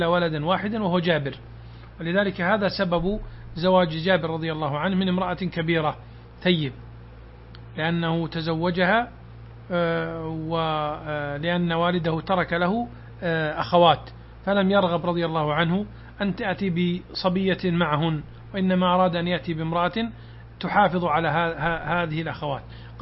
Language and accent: Arabic; Najd, Saudi Arabia; جاء سيل عظيم عندنا في نجد